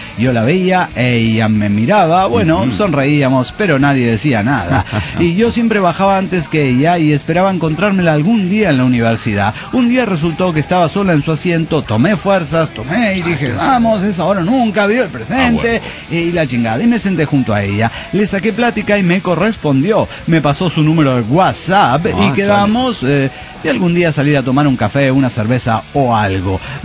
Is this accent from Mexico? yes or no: yes; Aguascalientes, Mexico; desde Aguascalientes, México.